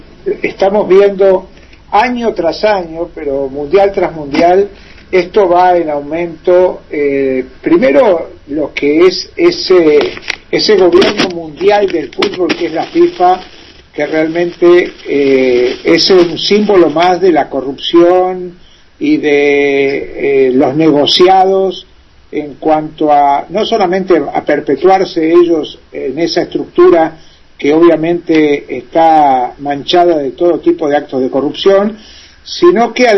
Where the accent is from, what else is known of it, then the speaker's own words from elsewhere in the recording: Argentina; yo soy muy crítico, por ejemplo, con una figura que en mi país es un dios, y en el mundo también.